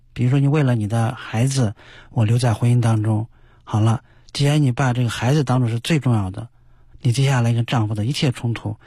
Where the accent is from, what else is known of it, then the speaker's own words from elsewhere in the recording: China; 我想以我们中国人交往的礼仪，大多人都不会说当着你的面说你